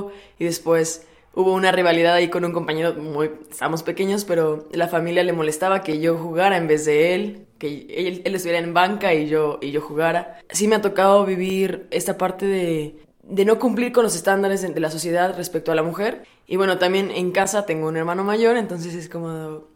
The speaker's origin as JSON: {"language": "Spanish", "region": "Puebla", "country": "Mexico", "said": "Soy de Puebla y tengo 23 años."}